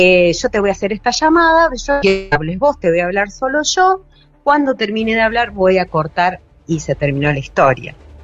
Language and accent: Spanish; Entre Ríos, Argentina; yo soy de pueblo, de Entre Ríos